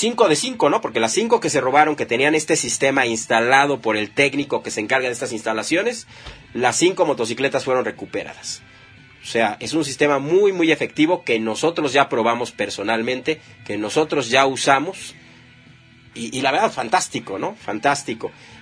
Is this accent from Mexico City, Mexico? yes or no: yes; Mexico City, Mexico; muchos bikers también somos de la Ciudad de México y luego nos vamos a rodar a otro estado.